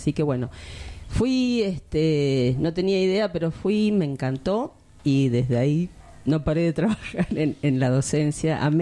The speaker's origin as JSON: {"language": "Spanish", "town": "Buenos Aires", "country": "Argentina", "lives_now": "Necochea, Argentina", "said": "originariamente somos de Buenos Aires, pero estamos viviendo cerca de Necochea, que nos morimos de frío mal."}